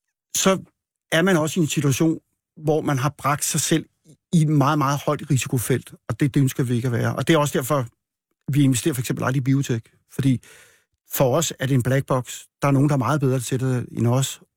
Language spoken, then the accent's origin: Danish; Frederikshavn, North Denmark Region, Denmark; born there; Jeg er født i Frederikshavn, men jeg har aldrig boet der.